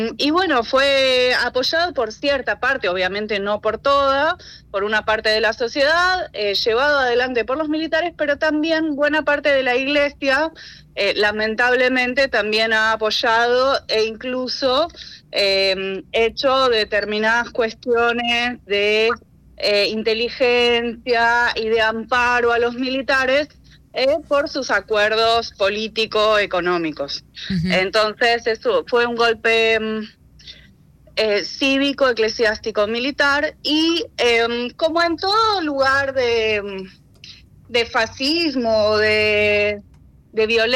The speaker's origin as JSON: {"language": "Spanish", "region": "Buenos Aires", "country": "Argentina", "tie": "born or raised there", "said": "para mí, siendo porteña y habiendo nacido en una Buenos Aires de dictadura, poder caminar en ese aniversario era muy importante."}